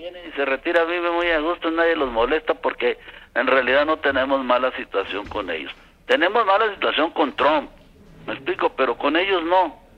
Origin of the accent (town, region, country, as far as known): Mexico